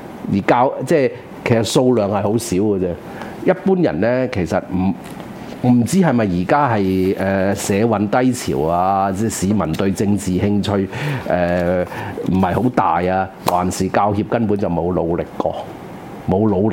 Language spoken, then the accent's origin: Cantonese; Hong Kong; 在我們香港人的看法就不同嘛，言論不等於行動嘛